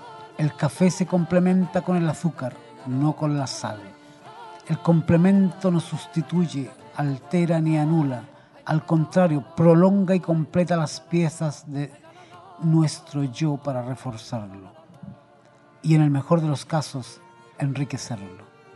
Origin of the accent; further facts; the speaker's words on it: Chile; Bueno, yo soy chileno, ¿no? En Chile dicen, están arriba de la pelota.